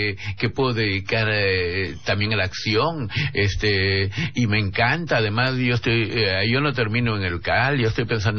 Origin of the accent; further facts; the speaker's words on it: Trujillo, La Libertad, Peru; me eduqué en Trujillo, en el Villiquen, de niño